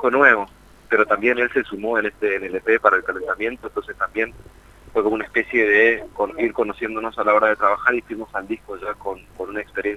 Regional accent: Mendoza, Argentina; now in Buenos Aires, Argentina; nosotros venimos de Mendoza, y en Capital, estamos viviendo en Capital ya hace muchos años

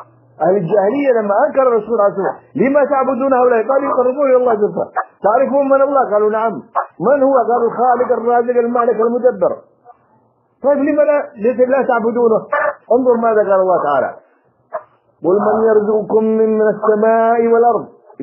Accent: Yemen; عندنا في اليمن ما أكثر هذه القبور

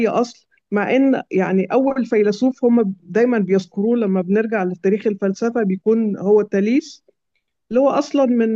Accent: Egypt; أنا مصرية ومسلمة

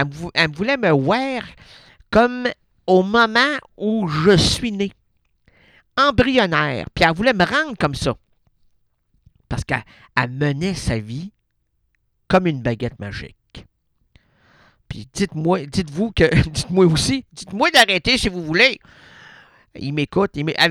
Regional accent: Quebec City, Quebec, Canada; Moi, je suis de Québec. Mon ignare...

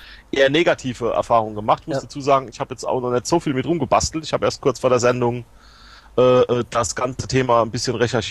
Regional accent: Germany; Ich komme doch aus Germany.

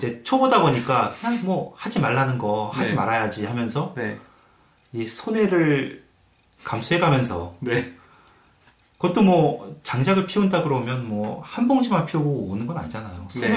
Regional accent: South Korea; 저 이제 한국 사람이다 보니까

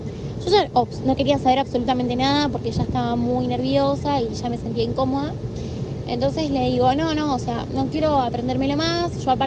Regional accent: Temperley, Buenos Aires Province, Argentina; de Temperley

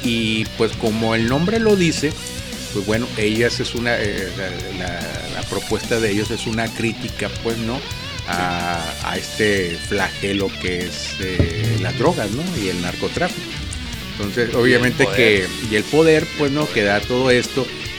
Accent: Mexico; lo que estamos ahorita viviendo nosotros como mexicanos

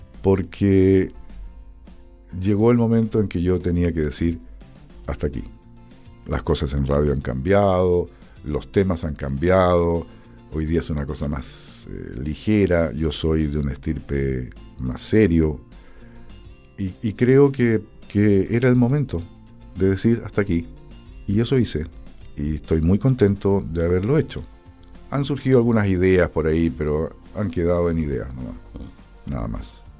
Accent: Valdivia, Los Ríos, Chile; Mi tierra, mi patria.

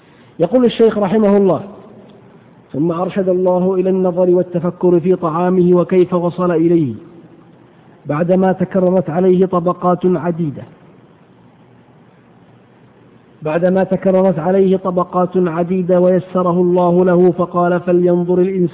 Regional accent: Hejaz, Saudi Arabia; والقت هو العلف الذي يسمى عندنا في الحجاز بالبرسيم

